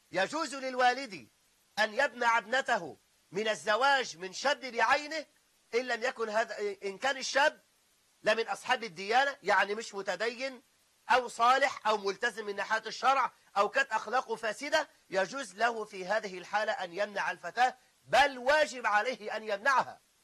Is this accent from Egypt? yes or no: yes; Egypt; خاصة عندنا في مصر، خاصة في بلاد الصعيد